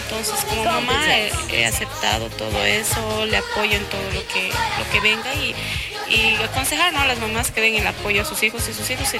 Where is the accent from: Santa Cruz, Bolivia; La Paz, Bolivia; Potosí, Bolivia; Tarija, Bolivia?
La Paz, Bolivia